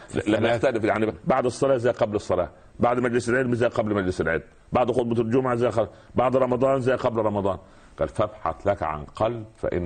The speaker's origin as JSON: {"language": "Arabic", "country": "Egypt", "said": "حتى المثل الشعبي يقول ايه يعني عندنا في مصر يقول لك"}